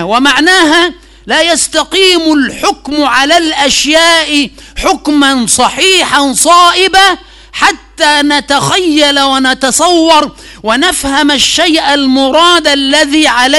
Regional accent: Egypt; هذه محاولة مني للإلمام بحال بلدنا مصر حفظها الله

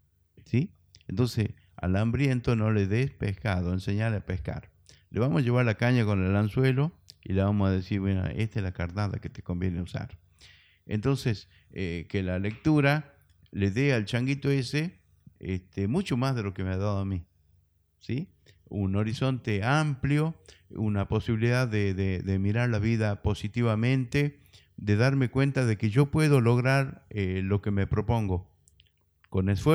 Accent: Metán, Salta, Argentina; soy de Metán, traigo mi propia tonada. Yo entraba sacando pecho diciendo que soy de Metán porque tengo orgullo de haber nacido ahí en la Alberdi entre Tucumán y Jujuy. Y a mi mamita la atendió una partera, yo nací en la casa

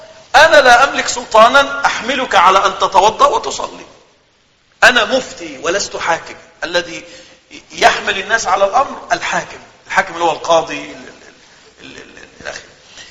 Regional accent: Egypt; عندنا في مصر ما أعرفش عنده الكلام ده اسمها قائمة الأساس أو المنقولات

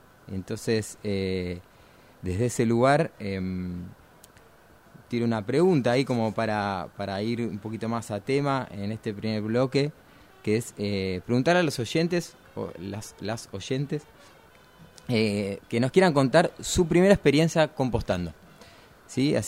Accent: Vicente López, Buenos Aires Province, Argentina; Yo viví en un departamento. Nacido y criado en Vicente López, barrio Vicente López, cerquita a unas cuadras del río. Pero niño de departamento, ¿no? Bastante cemento.

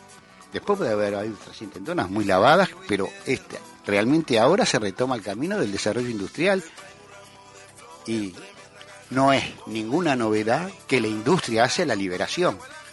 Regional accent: Uruguay; se hablan de restringir la opinión, como somos uruguayos, de restringir la opinión política sobre el proceso argentino

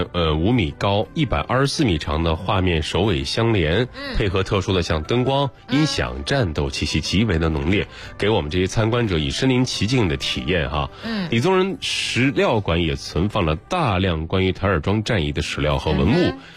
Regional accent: Weifang, Shandong, China; 我们那个我是潍坊人，然后我们潍坊的小学生就说

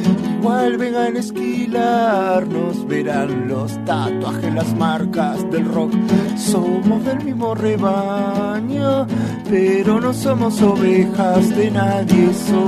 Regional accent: La Plata, Buenos Aires Province, Argentina; Justamente soy de la Ciudad de La Plata, ajá, que es un orgullo ser de la Ciudad de La Plata, en el sentido cultural, artístico.

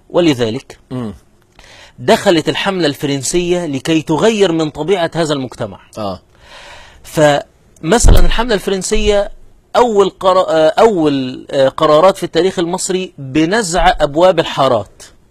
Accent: Qena Governorate, Egypt; انا مثلا نشأت في محافظة قنا واعرف ان العيد القومي 3 مارس

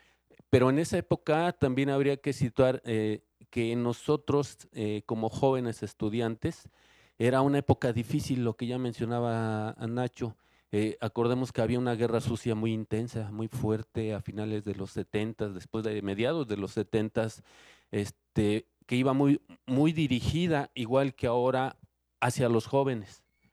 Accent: Mexico City, Mexico; de la Ciudad de México, aunque tengo un pie en Cuernavaca, en Morelos, desde hace muchos, muchos años.

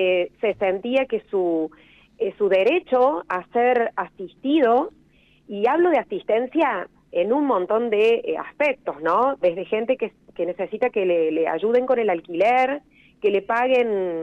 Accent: Córdoba, Argentina; De hecho, yo soy cordobesa de origen.

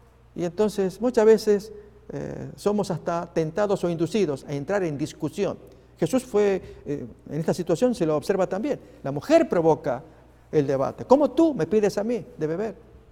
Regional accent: Argentina; Pasó en mi país, en la provincia de Neuquén

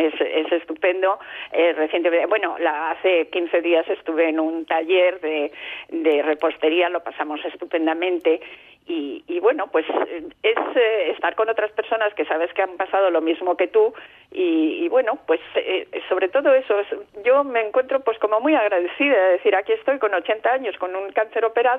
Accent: Madrid, Community of Madrid, Spain; now in Almería, Spain; yo soy de Madrid, pero hace 25 años que vivo en Almería

